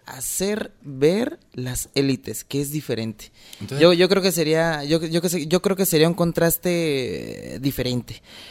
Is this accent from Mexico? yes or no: yes; Mexico; de los comparativos como mexicanos